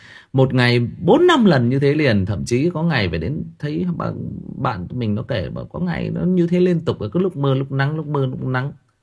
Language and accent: Vietnamese; Northern Vietnam, Vietnam; mặc dù tôi là người Bắc, nhưng mà tôi vẫn cứ nói là tôi rất thích cái cách sống của người miền Nam